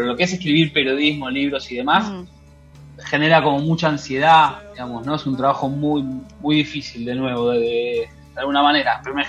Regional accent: Argentina; born there; Nací en Argentina, donde la policía es el brazo armado de la... del Estado, de la política, digamos, ¿no?

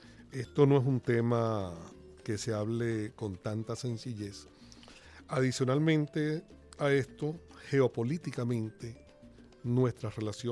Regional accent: Venezuela; yo como venezolano, cuando oí la noticia, no sé, mi ego está como elevado.

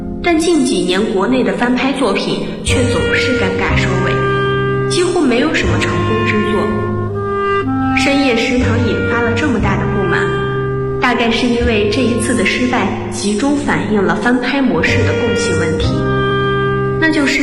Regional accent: Guangzhou, Guangdong, China; now in Nanjing, China; 来自广东广州。我在南京大学，距离我的家乡1267公里。

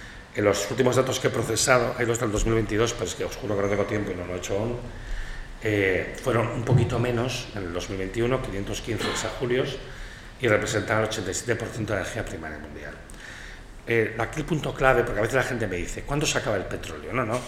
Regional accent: Catalonia, Spain; como yo vengo de Cataluña

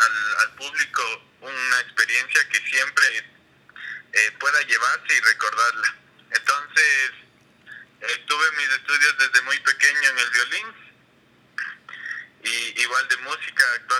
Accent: Quito, Pichincha, Ecuador; Yo soy un violinista quiteño, nací en... tengo actualmente 25 años

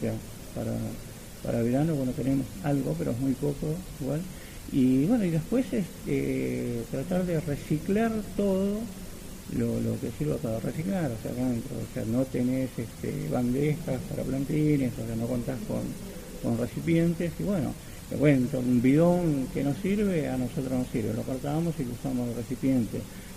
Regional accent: Moreno, Buenos Aires Province, Argentina; Yo soy de Moreno.

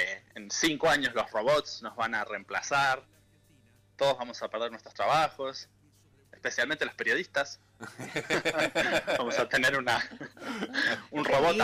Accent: Tandil, Buenos Aires Province, Argentina; moved away as an adult; also born or lived in France; now in London, United Kingdom; Sí, soy nativo de Tandil. Y hace estuve hasta los 22 años.

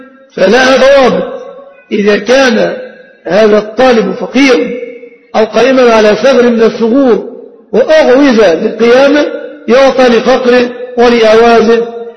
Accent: Egypt

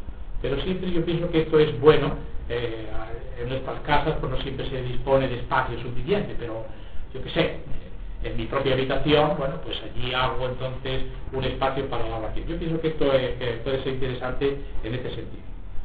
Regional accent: Extremadura, Spain; Sí, hay extremeño, yo soy extremeño, ¿verdad?

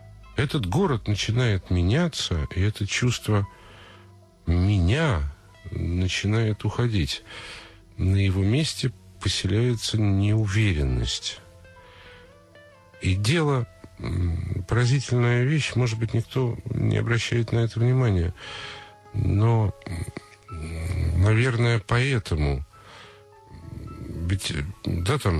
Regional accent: Moscow, Russia; Я москвич.

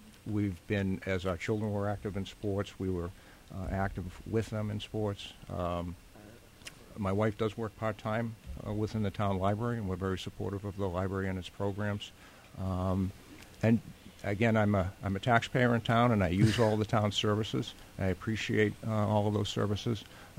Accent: Billerica, Massachusetts, United States; And I'd want to mirror that coming over from Concord to work in my hometown.

